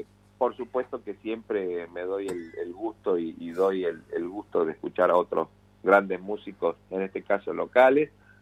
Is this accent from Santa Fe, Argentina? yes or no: yes; Rosario, Santa Fe, Argentina; con la banda con la que tenía yo cuando era pibe, adolescente, allá en Rosario.